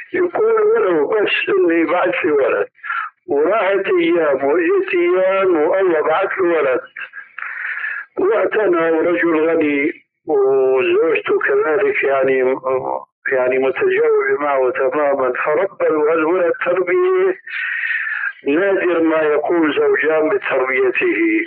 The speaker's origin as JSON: {"language": "Arabic", "country": "Syria", "said": "هيك كما يقولون عندنا في سوريا"}